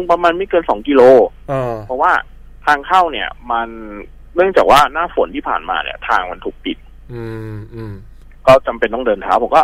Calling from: Bangkok, Thailand; แถวๆวิภาวดีครับผม

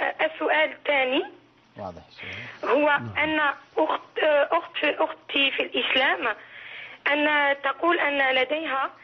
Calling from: France; أنا من فرنسا

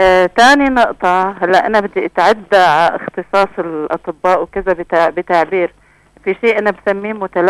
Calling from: Damascus, Damascus Governorate, Syria; والله أنا عم بحكي من الشام

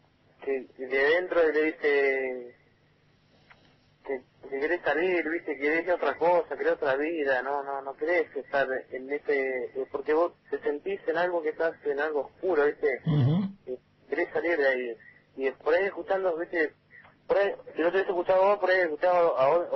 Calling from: Zárate, Buenos Aires Province, Argentina; de Zárate.

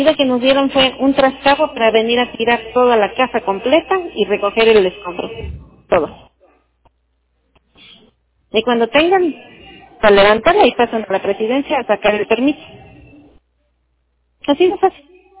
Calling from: Huajuapan de León, Oaxaca, Mexico; Estoy hablando a Huajuapan de León, Oaxaca.

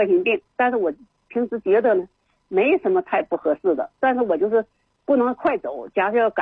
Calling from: Beijing, China; 我是北京的一位81岁的老人。

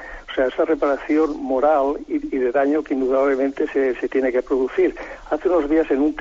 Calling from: Castellón de la Plana, Valencian Community, Spain; de Castellón.

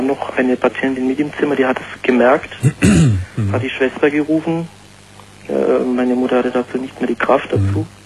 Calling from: Pforzheim, Baden-Württemberg, Germany; ich komme aus Süddeutschland, aus Pforzheim, sagt dir das was?

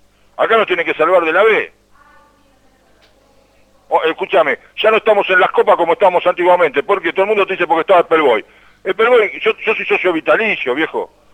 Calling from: Wilde, Buenos Aires Province, Argentina

